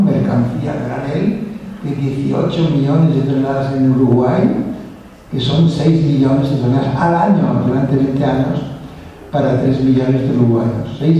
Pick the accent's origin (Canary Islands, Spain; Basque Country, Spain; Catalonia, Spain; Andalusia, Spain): Catalonia, Spain; first language Catalan; Spanish is a second language; yo soy indígena catalán porque hablo catalán, de lengua materna